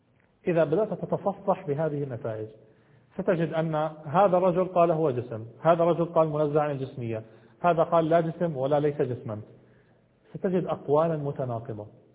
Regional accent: Jordan; مثلا في بلادي أنا جئت من الأردن

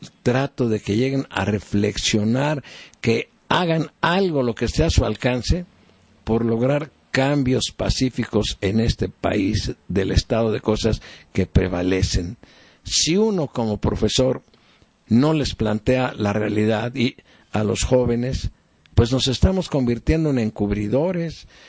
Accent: Mexico; no tengamos más conciencia como mexicanos de lo que debemos de hacer

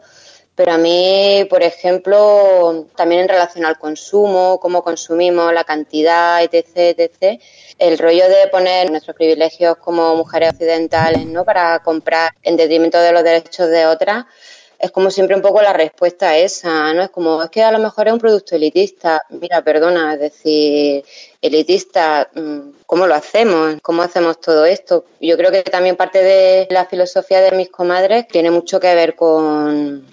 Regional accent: Andalusia, Spain; Reivindicar el ser andaluza y el por qué soy andaluza o somos andaluza

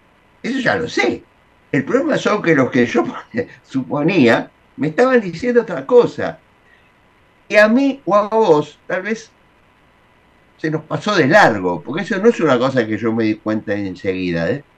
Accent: Argentina; Los argentinos no somos todos iguales, estamos bien divididos, desde siempre.

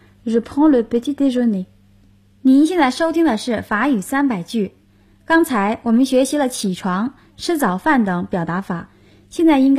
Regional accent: China; 我们中国人说一日之计在于晨。

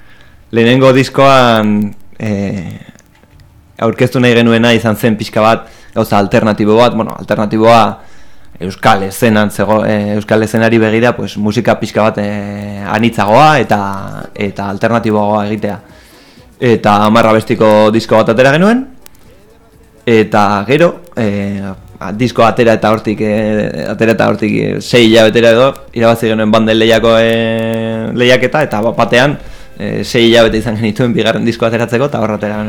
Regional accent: Basque Country, Spain; born there; azkenean Euskal Herrian jaio gara

